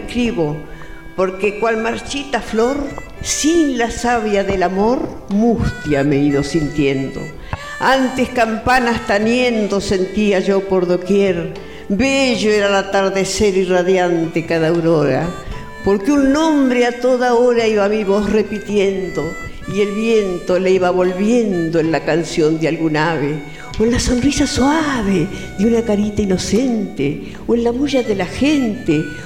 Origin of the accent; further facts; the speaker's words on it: La Plata, Buenos Aires Province, Argentina; also born or lived in Azul; Sí, sí, a los 3 meses me llevaron a La Plata. ¿Viste? Y después ya ahora me vengo a ver. Acá tengo familia.